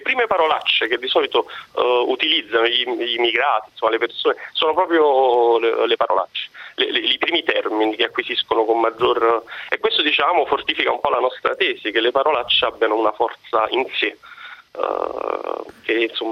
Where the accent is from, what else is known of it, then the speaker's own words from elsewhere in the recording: Naples, Campania, Italy; allo specifico io sono di Napoli